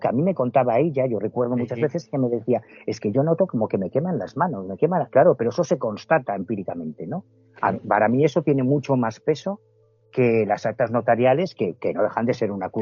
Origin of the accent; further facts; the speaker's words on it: A Coruña, Galicia, Spain; yo soy de La Coruña